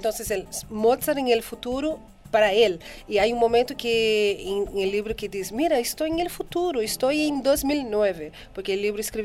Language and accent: Spanish; Mogi das Cruzes, São Paulo, Brazil; now in Austria; Bueno, soy de Brasil, pero vivo en Austria.